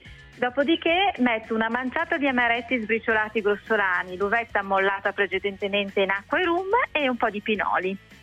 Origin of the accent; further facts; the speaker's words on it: Lombardy, Italy; Vi consiglio la torta di pane o la torta paesana, che è anche proprio della mia terra, lombarda, la ricetta lombarda.